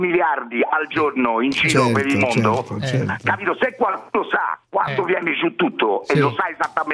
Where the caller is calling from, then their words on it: Florence, Tuscany, Italy; sì, perché sono di Firenze, va bene?